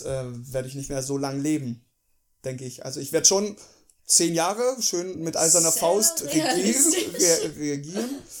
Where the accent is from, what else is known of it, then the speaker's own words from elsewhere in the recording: Germany; Ich bin ja Deutscher eigentlich.